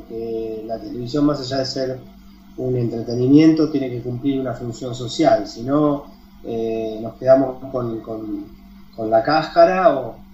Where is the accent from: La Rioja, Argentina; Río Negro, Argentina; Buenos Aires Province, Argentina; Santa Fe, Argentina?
Buenos Aires Province, Argentina; La Plata; Yo soy de La Plata, ¿no? Vale recordarlo.